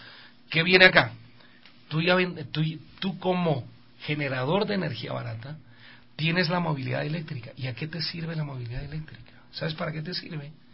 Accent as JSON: {"language": "Spanish", "town": "Quito", "region": "Pichincha", "country": "Ecuador", "said": "Basta, no somos vos los ecuatorianos que vivimos en Quito."}